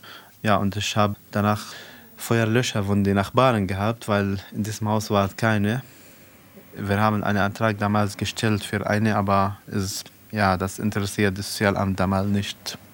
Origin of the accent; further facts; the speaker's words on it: South Governorate, Lebanon; now in Germany; Ich komme aus Südlibanon, aus Libanon. Und ich wohne seit 5 Jahren hier in Deutschland mit meiner Familie, mit meinem Vater, Mutter und 6 Kindern.